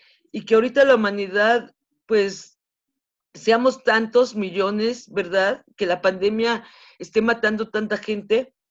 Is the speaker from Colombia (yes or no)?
no; Mexico City, Mexico; yo soy del lado de los Pedregales, en la zona de los Pedregales de la Ciudad de México. Estoy acá hasta por el Estadio Azteca. Yo aquí desde mi ventana veo el Estadio Azteca. Entonces estoy muy al